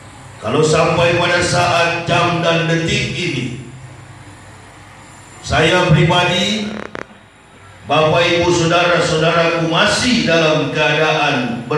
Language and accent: Indonesian; Manado, North Sulawesi, Indonesia; born there; Saya dilahirkan di Manado tanggal 30 November 1970. Masuk Islam 11 Oktober tahun 2006 bersama istri dan 3 orang anak.